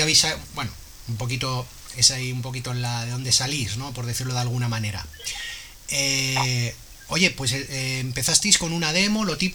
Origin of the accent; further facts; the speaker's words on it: Madrid, Community of Madrid, Spain; yo desde mi ignorancia madrileña